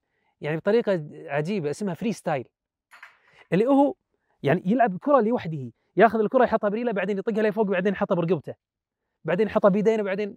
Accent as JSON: {"language": "Arabic", "country": "Kuwait", "said": "يعني منطقه عندنا بالكويت."}